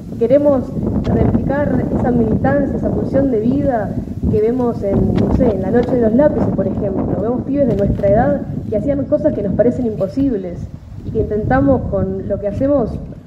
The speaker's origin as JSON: {"language": "Spanish", "town": "El Bolsón", "region": "Río Negro", "country": "Argentina", "said": "allá en Bolsón, de donde venimos, de donde yo vengo"}